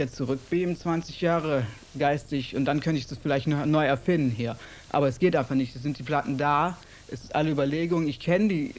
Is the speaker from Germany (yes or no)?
yes; Germany; ich komme aus Deutschland. Es ist nicht meine Schuld, dass ich aus Deutschland komme, aber deswegen kann mir keiner verbieten, Hip-Hop zu machen oder Rap-Musik.